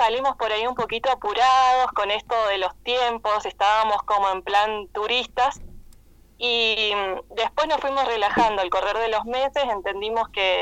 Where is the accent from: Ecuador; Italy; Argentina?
Argentina; Brandsen, Buenos Aires Province; now in Neuquén, Argentina; yo soy de Bransen, de Buenos Aires